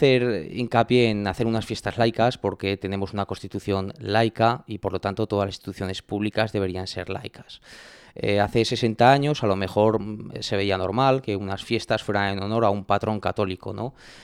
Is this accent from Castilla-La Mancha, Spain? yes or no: no; Ribaforada, Navarre, Spain; Felicitar las fiestas de mi pueblo.